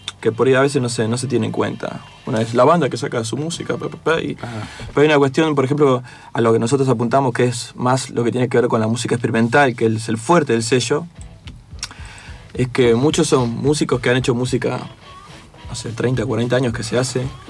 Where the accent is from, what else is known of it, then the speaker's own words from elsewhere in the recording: La Matanza, Buenos Aires Province, Argentina; Somos casi todos de La Matanza